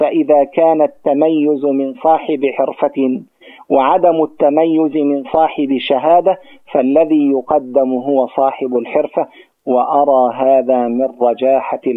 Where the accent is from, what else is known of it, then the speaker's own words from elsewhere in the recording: Gaza, Gaza Strip, Palestine; عندنا في غزة خطأ جسيم